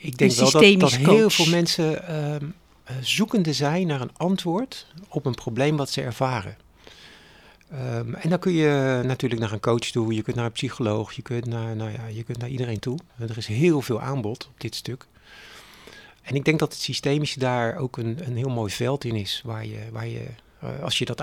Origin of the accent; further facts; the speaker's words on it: Capelle aan de IJssel, South Holland, Netherlands; also born or lived in Delft; 61 jaar. Ik heb 3 kinderen. Ik kom uit Capelle aan de IJssel. Ik ben in Delft geboren. Ik ben de jongste van een gezin van 4. Dus mijn wortels liggen in Delft.